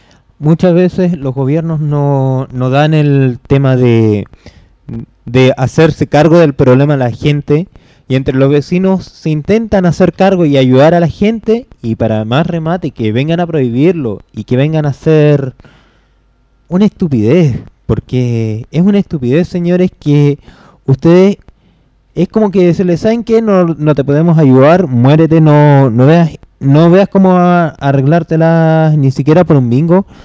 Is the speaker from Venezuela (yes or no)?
no; Chile; los cuales estarían representándome como chileno